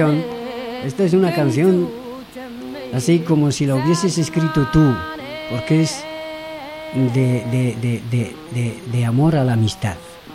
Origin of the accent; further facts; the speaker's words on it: Western Sahara; como saharaui, para mí